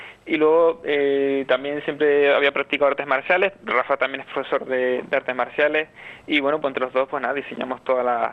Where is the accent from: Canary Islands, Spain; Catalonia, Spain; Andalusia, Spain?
Canary Islands, Spain; La Orotava; casi que el 80% está hecho en la Orotava, o sea, todo lo que es el comienzo, la iglesia es la iglesia de la Concepción, que es la iglesia de mi pueblo